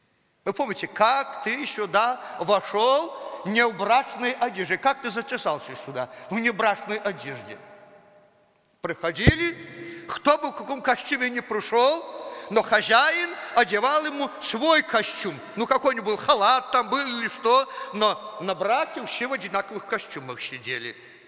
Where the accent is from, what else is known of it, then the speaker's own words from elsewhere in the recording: Belarus; Ну да, по плоти я белорус. Это никуда не денешь.